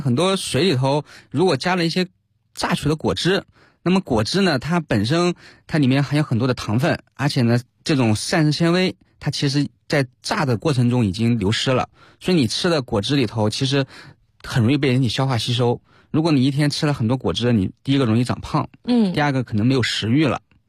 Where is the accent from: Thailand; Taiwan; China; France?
China; 其实这个概念呢跟我们中国人日常理解的另一个概念很像